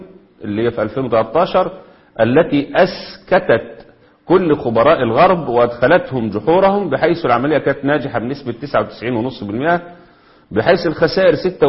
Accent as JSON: {"language": "Arabic", "country": "Egypt", "said": "عندنا في مصر كده"}